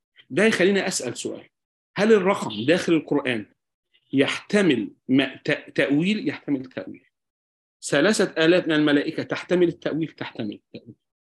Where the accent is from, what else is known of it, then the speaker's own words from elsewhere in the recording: Egypt; إحنا عندنا في مصر التشريعات تتجاوز 50,000 مادة تشريعية